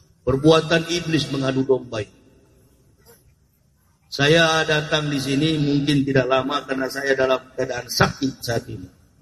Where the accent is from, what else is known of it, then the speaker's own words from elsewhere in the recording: Manado, North Sulawesi, Indonesia; born there; Saya dilahirkan di kota Manado. Kota Manado itu adalah mayoritas berpenduduk agama Kristen. Dulu saya masuk Islam di Manado itu, di Sulawesi.